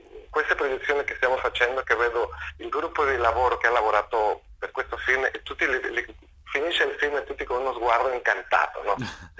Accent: Mexico; Italian is a second language; stavo chiudendo il film in Argentina, io sono messicano, però vabbè, stavo in Argentina girando questo film

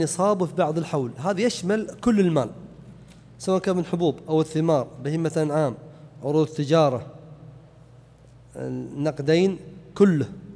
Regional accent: Najd, Saudi Arabia; لأنه يصعب خاصة عندنا في نجد أن تباع الإبل بكميات كثيرة وهي صغيرة

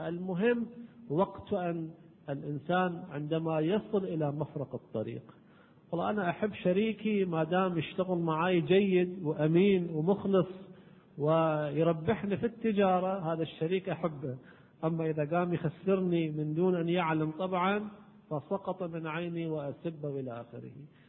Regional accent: Kuwait; على كل حال احنا عندنا بالكويت يقولون هذا الميدان شنو يا ميدان

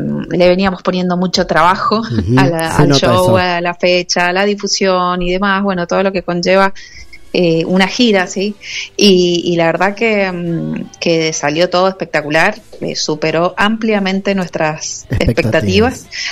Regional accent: Mendoza, Argentina; Nosotros somos de Mendoza, les cuento ahí para los que no saben acerca de nosotros.

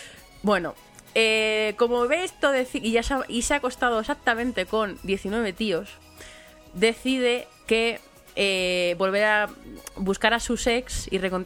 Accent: Madrid, Community of Madrid, Spain; yo soy muy laísta, que soy madrileña

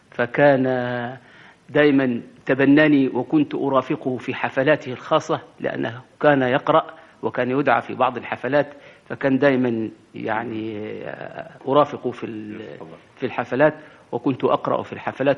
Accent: Armant, Luxor Governorate, Egypt; حفظت القرآن في قريتي اللي هي الآن مدينة أرمنت، كانت قرية في الأول ولكن الآن هي مدينة من المدن الكبيرة، فيها مصانع السكر وفيها زراعة القصب وفيها يعني مشهورة.

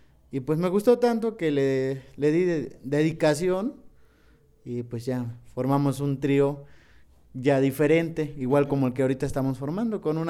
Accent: Tepetzintla, Veracruz, Mexico; Porque de ahí de donde yo vengo, que es mi pueblo que se llama Tepetzintla, que significa lugar al pie del cerro

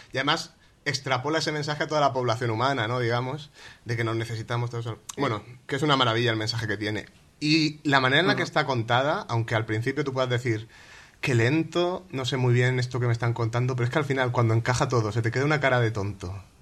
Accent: Orihuela, Valencian Community, Spain; soy de Orihuela, es una ciudad pequeña

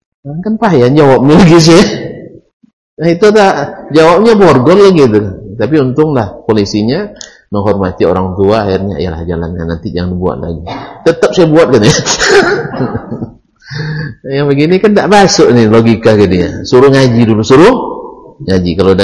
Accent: Riau, Indonesia; Bukan, saya asli Ocunya. Ultes DNA-nya. Ya. DNA asli Ocu.

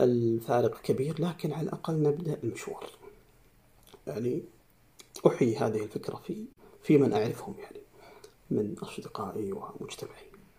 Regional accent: Saudi Arabia; نحن كمجتمع سعودي عربي مسلم

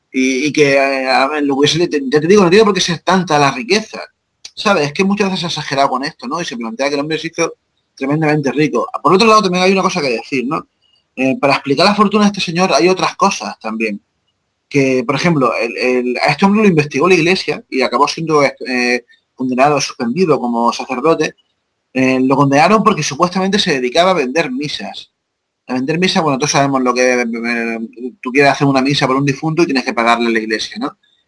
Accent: Jaén, Andalusia, Spain; relacionándolo también con precisamente con mi pueblo, en Jaén

